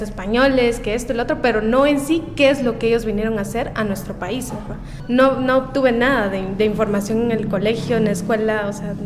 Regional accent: Guatemala City, Guatemala Department, Guatemala; soy de acá de la capital, de Guatemala.

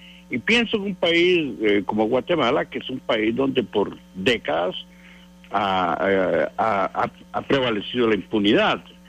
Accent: Costa Rica; Yo como costarricense debo recordarle que 3 expresidentes nuestros han sido señalados y acusados e incluso encarcelados por razones similares

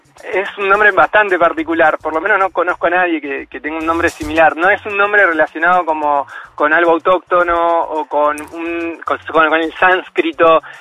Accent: Ushuaia, Tierra del Fuego, Argentina; now in Buenos Aires, Argentina; Me crié en Ushuaia, estuve mucho en contacto con la naturaleza, me encanta viajar, me encanta conocer gente nueva.

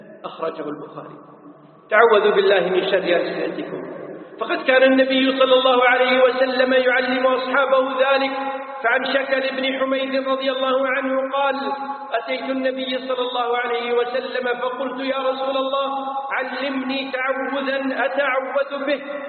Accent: Kuwait; يسمون عندنا في الكويت فلاني هذا هو الثرثار

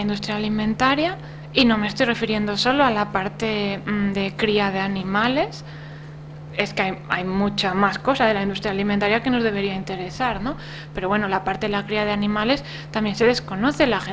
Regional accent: Asturias, Spain; vete tú a un pueblo de Asturias, ¿no?, que es mi tierra.

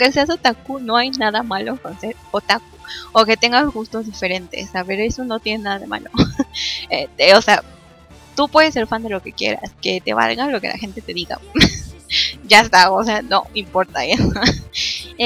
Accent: Mexico; yo soy de México

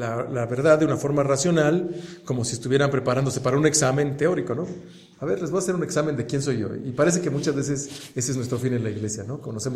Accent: Toluca, State of Mexico, Mexico; Uno, porque somos de Toluca, y otro porque yo soy hombre. Y los hombres en Toluca somos estoicos.

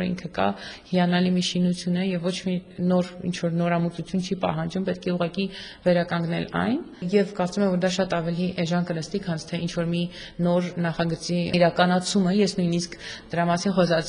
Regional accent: Yerevan, Armenia; Ես Երևանից եմ

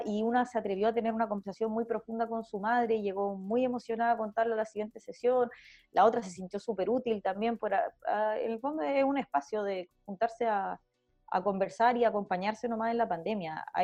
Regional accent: Santiago, Santiago Metropolitan Region, Chile; que si bien soy de Santiago, vengo de haber hecho activismo solo en regiones, recién me devolví a Santiago

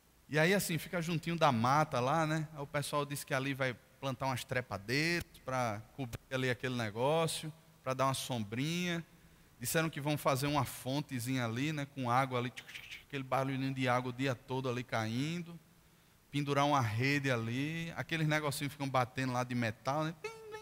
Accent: Brazil; a minha carteira de identidade que diz que eu sou brasileiro

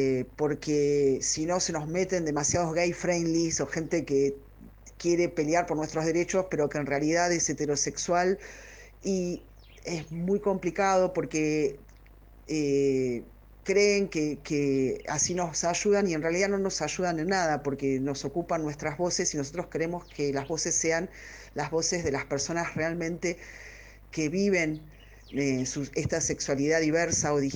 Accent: Buenos Aires, Argentina; somos personas porteñas, habituadas a estar fuera del closet y a vivir una vida prácticamente normal con nuestras sexualidades en Buenos Aires.

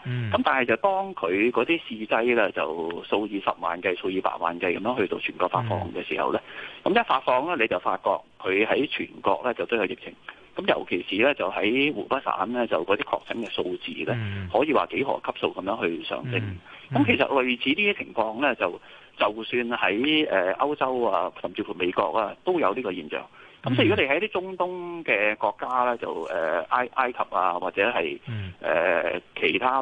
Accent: Hong Kong; 如果你講我哋香港人咧，一定係暫時唔好外遊噶啦

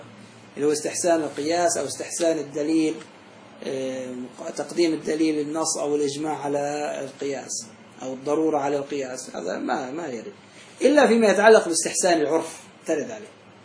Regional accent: Syria; في عندنا في سوريا

